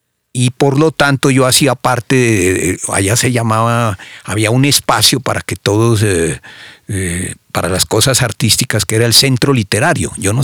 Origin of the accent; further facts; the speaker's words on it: Pasto, Nariño, Colombia; also born or lived in Cumbal / Piedrancha; salí de Cumbal a los 3 años y salimos directamente a una finca que quedaba entre Pasto y Tumaco, en un sitio que se llamaba Piedrancha.